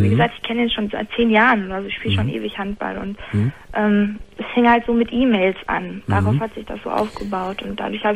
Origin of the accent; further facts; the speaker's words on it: North Rhine-Westphalia, Germany; Nein. Absolut nicht. Ich komme aus dem Ruhrgebiet.